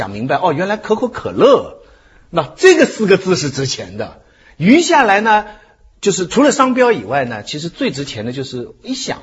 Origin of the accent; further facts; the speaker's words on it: China; 而我们中国人呢，由美国人来欣赏了这个中国演员以后，我们中国人也觉得这个演员是最中国的了